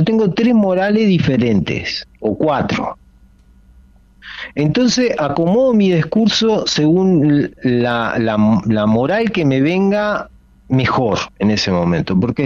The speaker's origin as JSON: {"language": "Spanish", "country": "Uruguay", "said": "como uruguayo acá, lo digo desde el año 2006, nunca más volví a visitar Venezuela."}